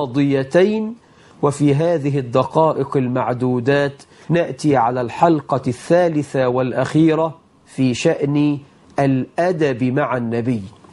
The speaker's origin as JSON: {"language": "Arabic", "country": "Egypt", "said": "فالله أسأل أن يجعل بلدنا مصر آمنة مطمئنة"}